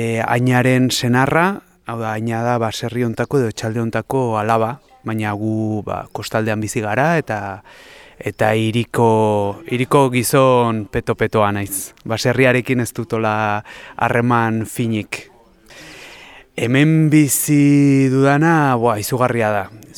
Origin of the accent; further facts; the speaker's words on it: Pamplona, Navarre, Spain; eta Iruñatik nator.